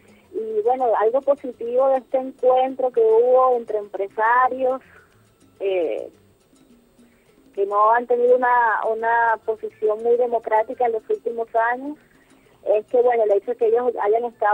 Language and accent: Spanish; Venezuela; nos duele a los venezolanos